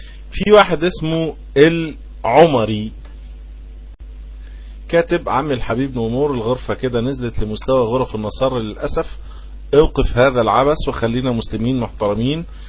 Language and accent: Arabic; Egypt; ده لما بيبقى فيه عندنا في مصر